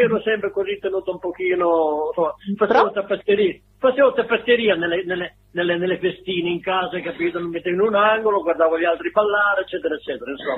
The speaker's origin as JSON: {"language": "Italian", "town": "Mocoglio", "region": "Emilia-Romagna", "country": "Italy", "tie": "born there", "said": "io, che venivo un pochino dalla montagna, sono nato là a Mocoglio, che è un paesino modenese"}